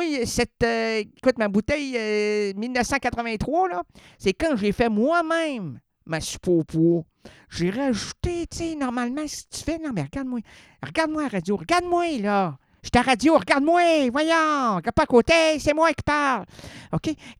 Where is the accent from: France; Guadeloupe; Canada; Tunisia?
Canada; Quebec City, Quebec; je suis venu de Québec. Du Québec et de Québec. Ville de Québec, province de Québec. Je suis Québec 100%, moi.